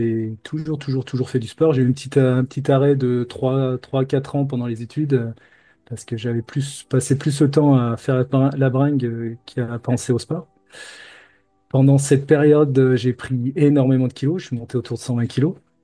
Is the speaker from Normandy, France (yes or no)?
no; Lyon, Auvergne-Rhône-Alpes, France; je suis lyonnais de base. J'ai déménagé dans le sud de la France pour des missions d'informatique.